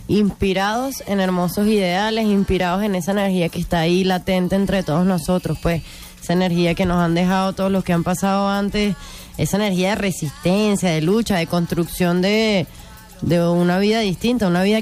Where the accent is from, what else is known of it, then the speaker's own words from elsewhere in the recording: Caracas, Capital District, Venezuela; yo soy caraqueñita, pues.